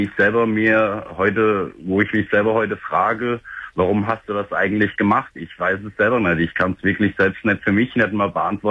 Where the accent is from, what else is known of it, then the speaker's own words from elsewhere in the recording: Fulda, Hesse, Germany; komme nach Fulda, also da, wo ich herkomme.